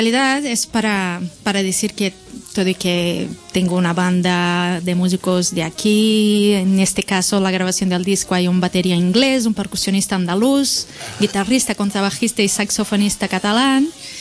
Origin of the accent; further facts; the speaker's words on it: Belo Horizonte, Minas Gerais, Brazil; Spanish is a second language; Soy de Belo Horizonte, uh-huh. una ciudad, mi ciudad se llama Belo Horizonte, del estado de Minas Gerais.